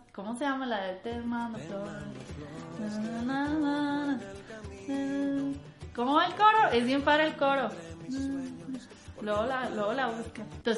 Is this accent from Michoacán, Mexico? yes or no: no; Chihuahua, Mexico; now in Mexico City, Mexico; Yo soy de Chihuahua, pero me vine para acá porque en Chihuahua no hay nada.